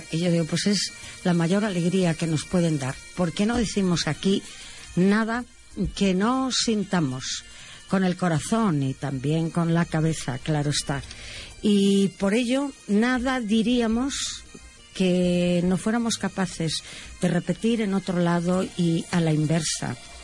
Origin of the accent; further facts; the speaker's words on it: Galicia, Spain; porque yo como gallega siento ese orgullo también